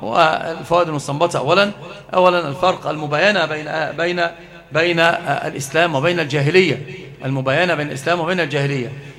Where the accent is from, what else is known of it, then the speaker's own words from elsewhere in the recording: Egypt; وأنت ترى يعني عندنا في مصر